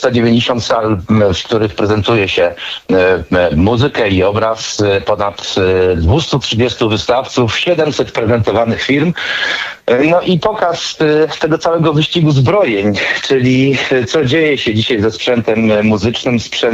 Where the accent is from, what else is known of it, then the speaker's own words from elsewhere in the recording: Tarnobrzeg, Subcarpathian Voivodeship, Poland; A że pochodzę z Tarnobrzegu, to pamiętam, że rzeczywiście, a Tarnobrzeg jest niedaleko Krakowa